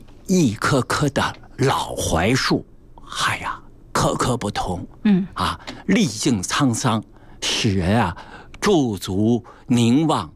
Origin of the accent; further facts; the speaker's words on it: Beijing, China; 是我们北京人的生命之水